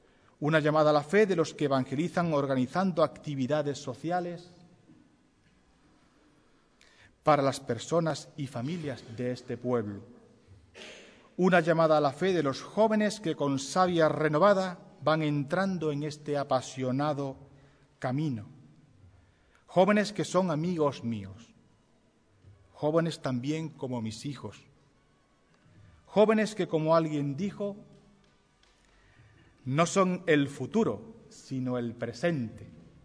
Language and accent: Spanish; Ubrique, Andalusia, Spain; este humilde ubriqueño, penitente y cofradiero